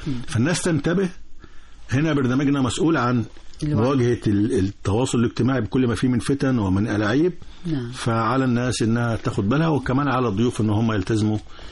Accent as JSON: {"language": "Arabic", "country": "Egypt", "said": "احنا لينا مصريين موجودين في الأردن، موجودين في الخليج، موجودين في ليبيا، يعني أشقاء، وكنا موجودين في العراق فترة طويلة بملايين."}